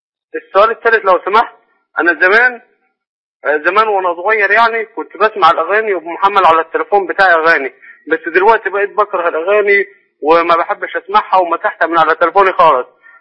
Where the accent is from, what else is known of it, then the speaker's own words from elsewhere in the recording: Egypt; now in Jordan; أنا مصري شغال في الأردن